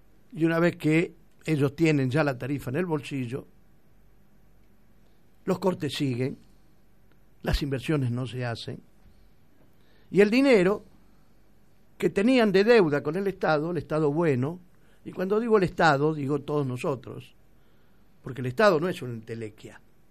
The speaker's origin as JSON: {"language": "Spanish", "country": "Argentina", "said": "¿Somos estúpidos los argentinos o no?"}